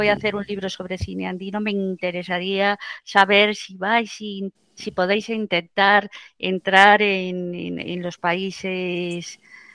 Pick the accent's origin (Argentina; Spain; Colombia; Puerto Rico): Spain; Lo digo no como española, que lo soy